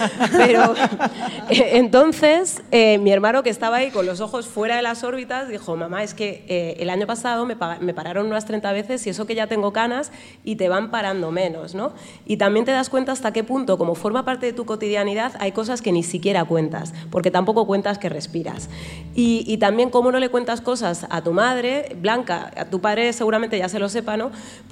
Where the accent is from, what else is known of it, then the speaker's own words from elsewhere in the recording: Madrid, Community of Madrid, Spain; ¿de dónde eres? España. España, España. Madrid, Madrid, Madrid, o la pregunta al cubo